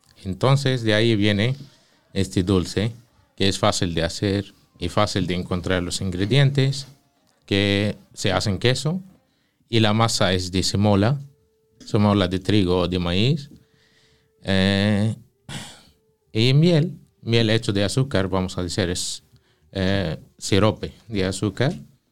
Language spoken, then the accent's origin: Spanish; north, Palestine; Spanish is a second language; En el norte son conocidos o famosos, aceite de oliva y carnes. Que por ejemplo en mi ciudad de origen viene el kebbe crudo.